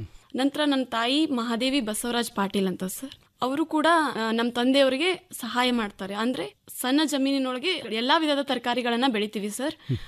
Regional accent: Darur, Karnataka, India; ನಾನು ಓದಿದ್ದು ಬೆಳೆದಿದ್ದು ಎಲ್ಲ ಬೆಳಗಾವಿ ಜಿಲ್ಲೆಯ ಅಥಣಿ ತಾಲೂಕಿನ ದರೂರ ಎಂಬ ಗ್ರಾಮದಲ್ಲಿ ಸರ್.

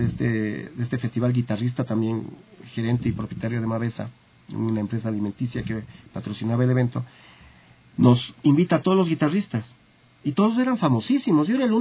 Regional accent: Quito, Pichincha, Ecuador; Yo digo, yo soy de Ecuador, de Quito.

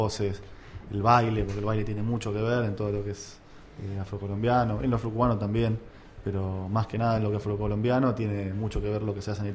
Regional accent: Argentina; Todos somos argentinos

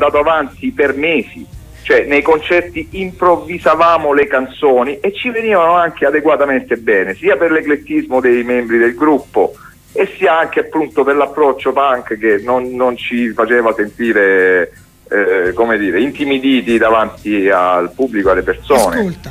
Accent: Tricase, Apulia, Italy; Io sono di Tricase.

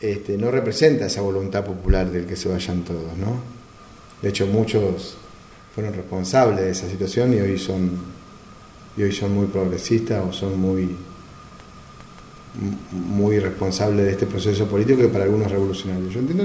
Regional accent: Argentina; quizás superar los errores que también nosotros como argentinos hemos cometido, ¿no?

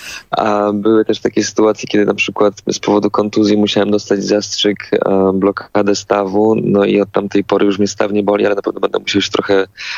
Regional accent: Toszek, Silesian Voivodeship, Poland; Ja pochodzę z Toszka, z takiej małej miejscowości na Śląsku

